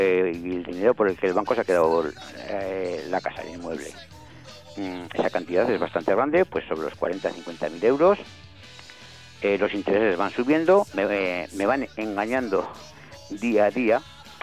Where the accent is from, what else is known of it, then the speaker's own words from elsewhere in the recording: Ejea de los Caballeros, Aragon, Spain; Sí, vivo en Egea y soy de Egea.